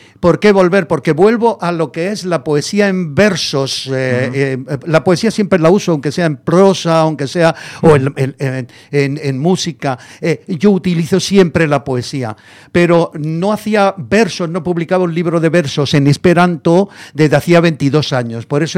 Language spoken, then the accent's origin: Spanish; Granada, Andalusia, Spain; now in Madrid, Spain; Me dice que yo soy Madrid de Granada o Granada de Madrid, que en esperanto significa madrileño a lo granadino o granadino a lo madrileño. Y efectivamente, yo me vine en el año 68, son 50 años. En septiembre hará 50 años que estoy aquí.